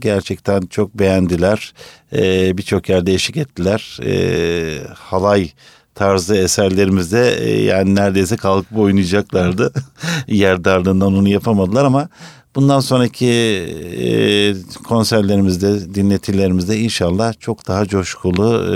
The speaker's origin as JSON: {"language": "Turkish", "town": "Kilis", "region": "Kilis Province", "country": "Turkey", "tie": "born or raised there", "said": "benim kendi memleketimin türküsü iki tane halay çekilebilecek nitelikte keyifli türküler. Kilis türküsü, bir tanesi … diğeri"}